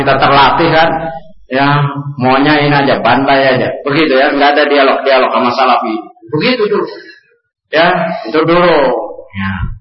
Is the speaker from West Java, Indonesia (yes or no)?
no; Jakarta, Indonesia; Ini dari NU Pak, dari kecil di Karetengsin, Bendungan Hilir Karetengsin itu. Istilahnya lingkungannya lingkungan NU ya